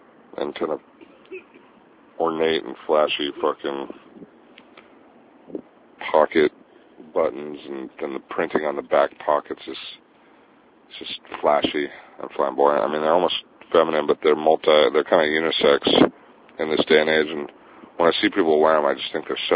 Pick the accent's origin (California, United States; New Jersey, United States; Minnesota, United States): California, United States; Santa Cruz; while I was traveling with my friend, who's from my hometown, Santa Cruz, Sean